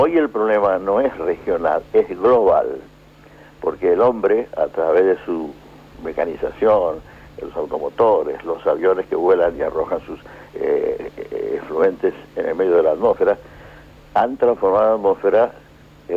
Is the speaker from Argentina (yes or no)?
yes; Argentina; Y yo tuve que decir una frase bastante dolorosa como argentino